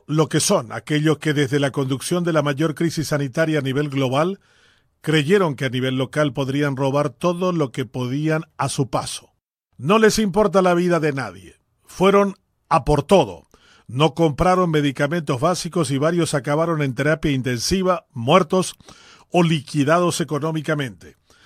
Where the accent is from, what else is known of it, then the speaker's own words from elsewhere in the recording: Paraguay; Estos buches son en realidad todo lo que deberíamos despreciar y escupir como paraguayos.